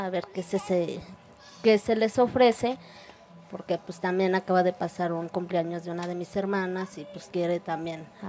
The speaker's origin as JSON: {"language": "Spanish", "region": "Mexico City", "country": "Mexico", "said": "Del barrio San Antonio Culhuacán."}